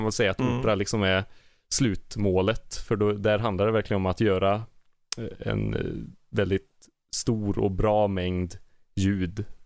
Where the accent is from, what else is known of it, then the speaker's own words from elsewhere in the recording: Glava, Värmland, Sweden; Och så åker du ännu djupare in, bort ifrån Arvika, så här, då bara träd runt omkring dig, och då kommer du till Glava.